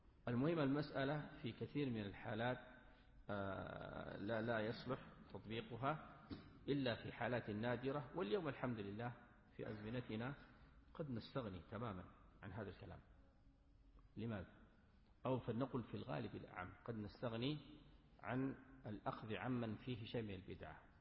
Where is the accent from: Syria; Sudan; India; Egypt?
Sudan; ممن يرد على المبتدع عندنا في السودان معروف